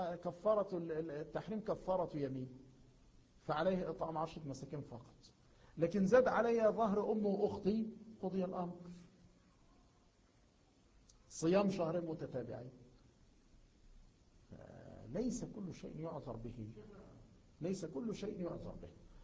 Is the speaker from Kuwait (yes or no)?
no; Egypt; مثلا عندنا في مصر